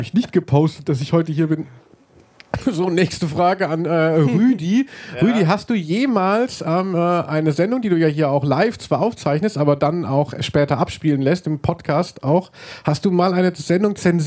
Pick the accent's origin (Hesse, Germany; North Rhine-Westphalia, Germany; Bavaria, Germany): Hesse, Germany; Ja, ich komme eigentlich aus Südhessen